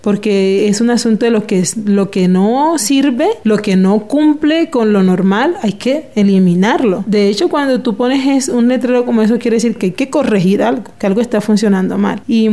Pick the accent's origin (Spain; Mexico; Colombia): Colombia; Cartagena, Bolívar; vengo de Cartagena